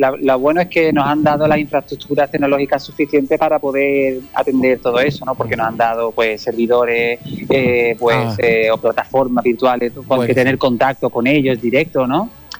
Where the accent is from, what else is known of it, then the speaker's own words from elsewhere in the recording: Andalusia, Spain; De Andalucía, qué tierra, es mi tierra.